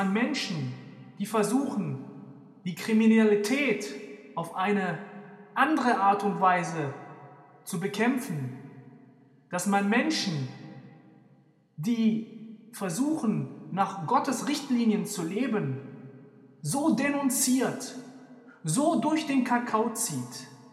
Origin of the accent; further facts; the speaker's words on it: Germany; Ich bin Deutscher und ich bin Moslem.